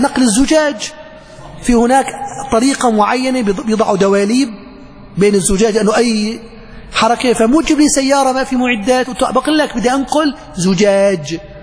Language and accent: Arabic; Aleppo, Aleppo Governorate, Syria; في النيرب عندنا بحلب النيرب